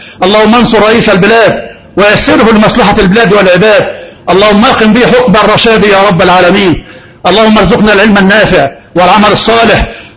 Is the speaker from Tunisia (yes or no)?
no; Egypt; ده محافظة واحدة عندنا في مصر